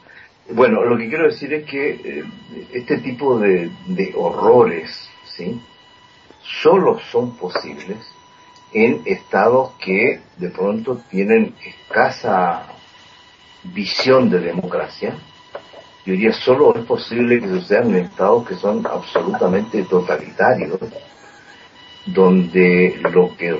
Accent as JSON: {"language": "Spanish", "country": "Chile", "said": "nosotros como chilenos vivimos esa experiencia muy dura, muy fuerte"}